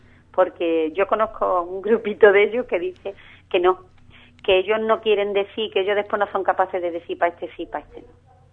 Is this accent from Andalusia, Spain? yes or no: yes; Ubrique, Andalusia, Spain; un pueblecillo como Ubrique, y con todo el cariño que yo le tengo a mi pueblo, quiero decirte que es una cosa pequeñita